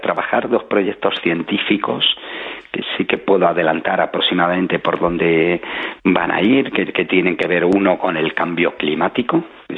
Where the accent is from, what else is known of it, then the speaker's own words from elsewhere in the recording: Spain; como ciudadanos, como españoles, que son conscientes de que viven en una tierra privilegiada